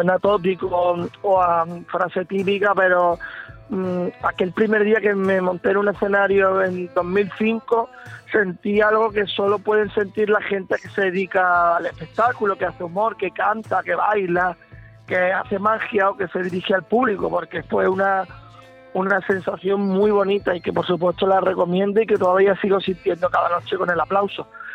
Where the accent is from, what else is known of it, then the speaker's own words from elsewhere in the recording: Archidona, Andalusia, Spain; also born or lived in Málaga; en mi pueblo, en el pueblo donde me he criado, en el pueblo de mi familia, aunque yo soy de Málaga, mi sangre es archidonesa, porque todo lo que me rodea desde que nací ha sido Archidona